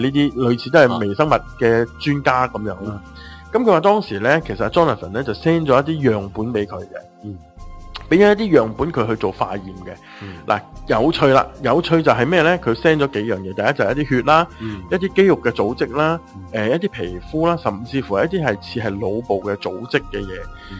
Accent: Hong Kong; 佢哋我哋香港人简称佢叫做蓝饭嘅

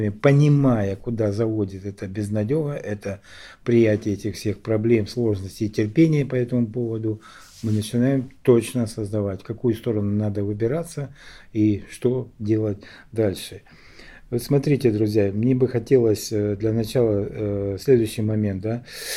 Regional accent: Donbas, Ukraine; потому что я сам из Донбасса, и все это не для меня не какая-то там чужесторонняя информация по телевизору

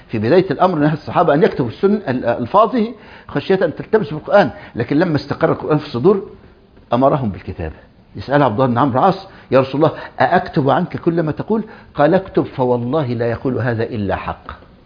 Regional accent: Egypt; بل كان عندنا في مصر

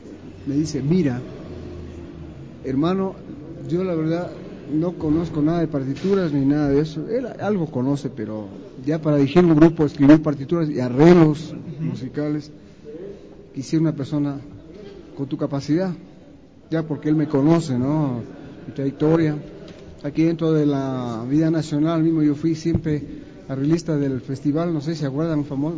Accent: Colombia; also born or lived in Brazil; now in Ecuador; yo viví en Brasil, yo me formé en Brasil como director de orquesta. Entonces, tengo todas esas... y soy colombiano además

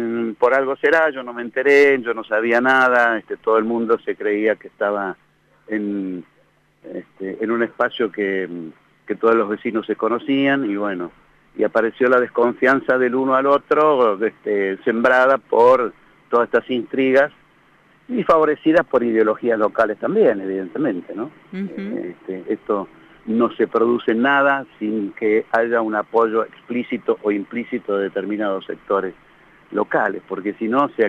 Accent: La Pampa, Argentina; born there; yo llegué a La Pampa en el año 45 porque nací en La Pampa.

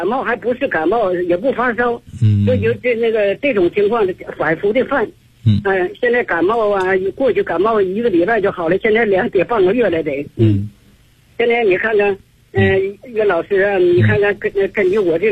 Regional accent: Beijing, China; 我是来自北京啊

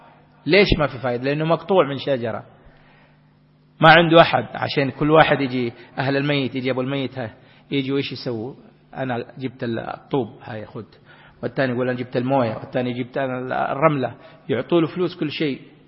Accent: Makkah Province, Saudi Arabia; اللي يوصي عندنا في جدة ومكة كبار السن

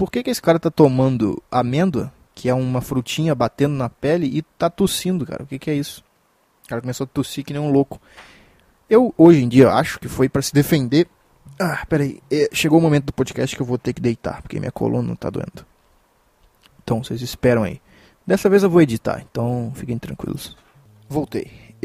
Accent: Minas Gerais, Brazil; eu sou de Minas Gerais

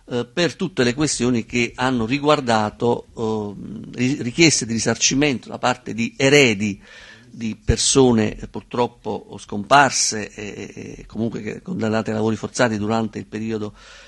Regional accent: Naples, Campania, Italy; io vengo da Napoli

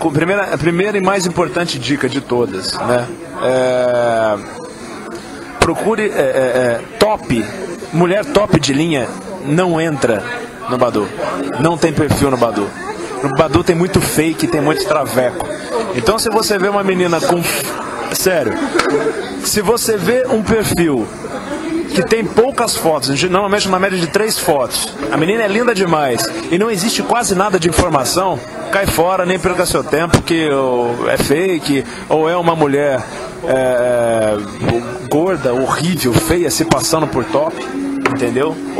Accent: Minas Gerais, Brazil; now in São Paulo, Brazil; eu moro em São Paulo desde fevereiro de 2012, eu sou de Minas, vim pra cá e tal.

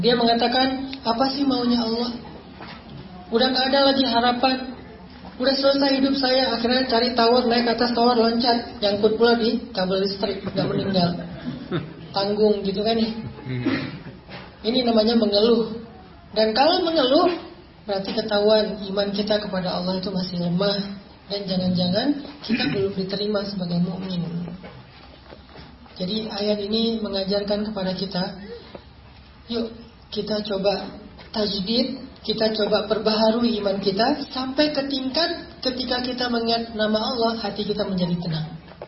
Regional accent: Aceh, Indonesia; Saya orang Aceh kuliah di Mesir.

